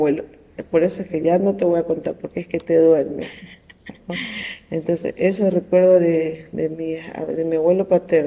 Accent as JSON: {"language": "Spanish", "town": "Pedernales", "region": "Manabí", "country": "Ecuador", "tie": "born or raised there", "said": "nosotros nos criamos acá, nacimos acá en Pedernales, pero vivíamos como quiera en el campo, que es en la vía Cojimíes."}